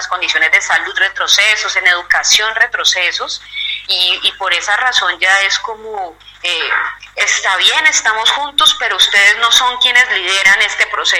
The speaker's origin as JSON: {"language": "Spanish", "region": "Cauca", "country": "Colombia", "moved": "yes", "lives_now": "Cali, Colombia", "said": "yo soy del norte del Cauca, soy de zona rural, llego desplazada a Cali también, producto del conflicto armado colombiano"}